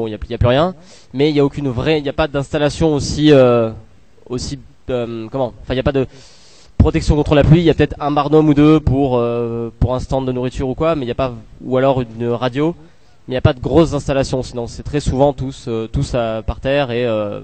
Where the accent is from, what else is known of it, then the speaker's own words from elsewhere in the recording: Toulouse, Occitanie, France; donc on est de Toulouse, donc on a vu pas mal ce que ça donnait là-bas